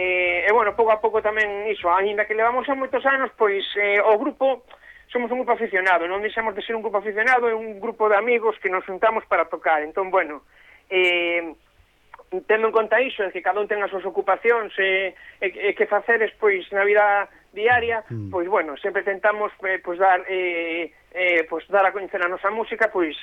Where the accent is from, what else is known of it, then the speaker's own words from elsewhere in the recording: A Coruña, Galicia, Spain; porque o grupo nos agora mesmo todos somos da Coruña.